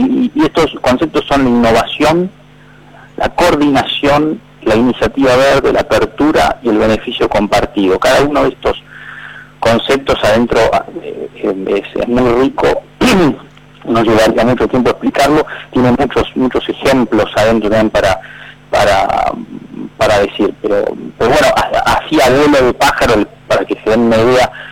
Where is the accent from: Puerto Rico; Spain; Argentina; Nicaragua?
Argentina; no solo a nosotros como argentinos